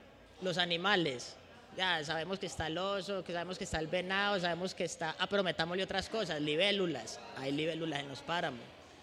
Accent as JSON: {"language": "Spanish", "region": "Antioquia", "country": "Colombia", "said": "yo soy muy montañero, yo vengo de Urabá, Antioquia"}